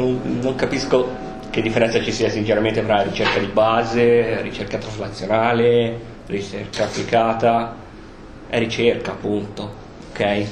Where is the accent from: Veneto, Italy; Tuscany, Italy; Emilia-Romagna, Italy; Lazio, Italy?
Tuscany, Italy; Piombino; io vengo da Piombino originariamente, quindi in provincia di Livorno, vero che c'è una centrale siderurgica gigantesca